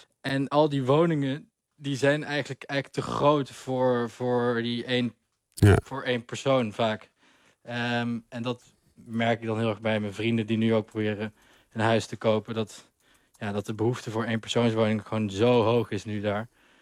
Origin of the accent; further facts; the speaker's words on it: Netherlands; En dat vinden wij als Nederlanders natuurlijk een beetje krom.